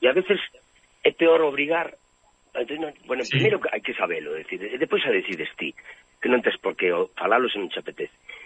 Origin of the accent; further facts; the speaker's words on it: Ourense, Galicia, Spain; eu sempre me gusta andar dicindo que son dourense, que son galego